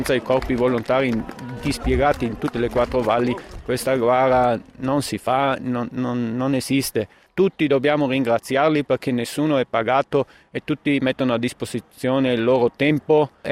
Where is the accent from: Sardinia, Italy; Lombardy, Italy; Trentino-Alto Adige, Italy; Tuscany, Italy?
Trentino-Alto Adige, Italy; Canazei; Io sono di Canazei.